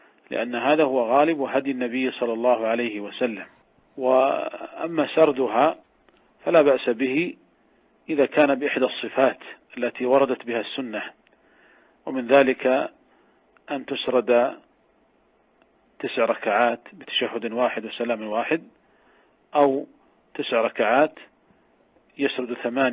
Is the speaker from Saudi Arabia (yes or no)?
yes; Saudi Arabia; قد كانت قديما عندنا في المملكة العربية السعودية